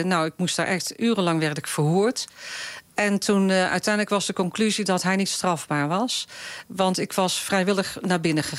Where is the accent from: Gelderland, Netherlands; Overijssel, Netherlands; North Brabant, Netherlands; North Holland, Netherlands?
North Brabant, Netherlands; Breda; Ik kom uit Breda, dus een stad waar veel carnaval werd gevierd.